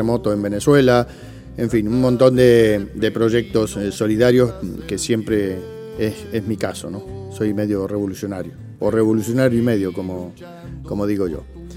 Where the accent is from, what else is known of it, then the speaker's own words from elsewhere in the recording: Uruguay; now in Spain; Soy compositor, cantautor uruguayo. Llevo 34 años en España